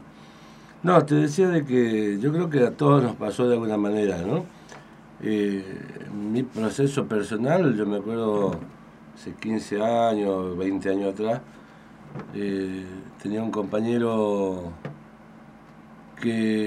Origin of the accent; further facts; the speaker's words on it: Tucumán, Argentina; now in Misiones, Argentina; yo soy de Tucumán, nací en Tucumán, me malcrié allá. después tuve la posibilidad de elegir de venir a vivir acá a Misiones.